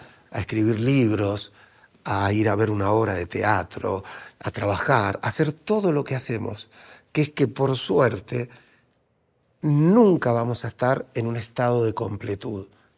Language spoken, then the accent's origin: Spanish; Argentina; yo porque soy argentino, pues somos muy del café